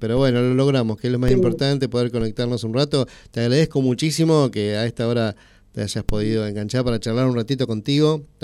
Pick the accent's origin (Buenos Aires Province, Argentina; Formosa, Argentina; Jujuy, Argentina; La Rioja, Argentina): Buenos Aires Province, Argentina; Tres Arroyos; somos de Tres Arroyos, ¿viste? Que nosotros veraneamos mucho allá en Necochea